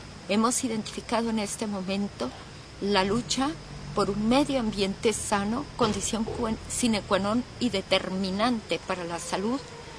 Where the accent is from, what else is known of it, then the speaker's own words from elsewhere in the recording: El Salvador; soy de El Salvador